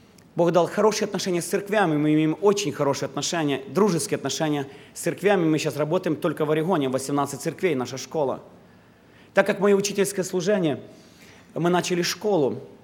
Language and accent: Russian; Odesa, Odesa Oblast, Ukraine; Я был членом Одесской церкви, я воспитывался в Одессе.